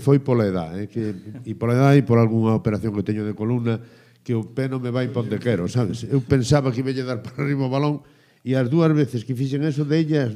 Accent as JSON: {"language": "Galician", "region": "Galicia", "country": "Spain", "said": "Son de todos os equipos galegos porque son galego e polo tanto son de todos os equipos galegos"}